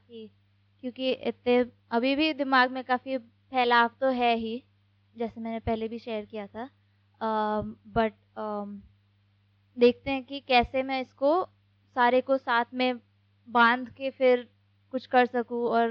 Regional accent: Delhi, India; और मैं दिल्ली से हूँ।

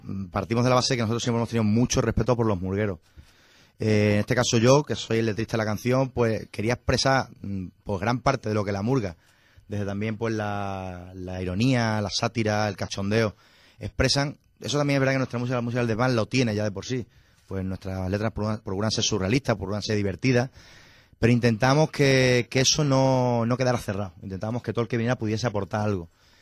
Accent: Zafra, Extremadura, Spain; ninguno somos de Badajoz. Uh-huh. Miguel es de Cádiz, de Conil de la Frontera, Jorge es cacereño y yo sí de Zafra. Y por la vida, pues terminamos todos en Badajoz

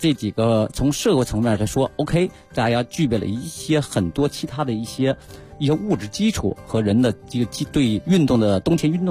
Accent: Northeast China, China; born there; 从我出生的地方嘛，东北

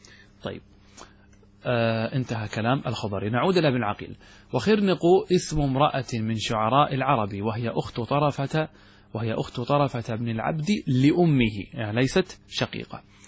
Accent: Qatar; مثل عندنا نحن ما اسمه هذا الخيل الذي عندنا في قطر

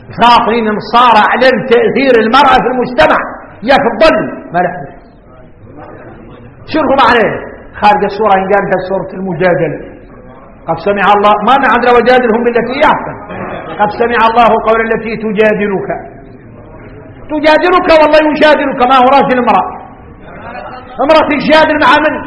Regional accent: Mauritania; الرجال احنا موريتاني وارك ما ينقال لنا حكم

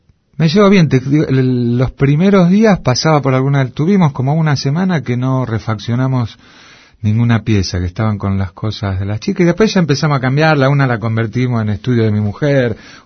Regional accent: Argentina; yo soy muy argentino, entonces tengo el choque

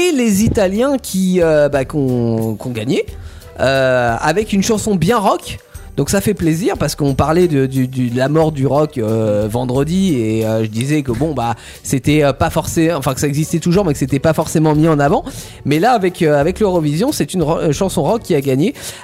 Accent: France; nous en tant que Français

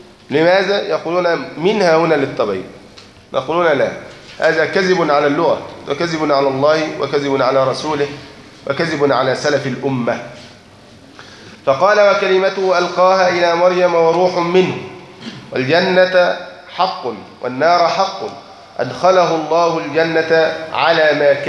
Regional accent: Egypt; عندنا في مصر الحق أنهم جهلة

